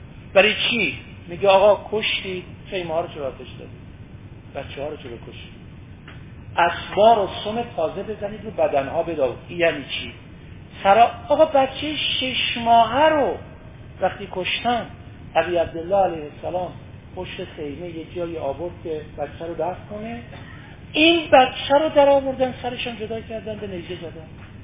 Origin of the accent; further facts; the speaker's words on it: Iran; خب شب آخر سال شمسی ما ایرانیام هست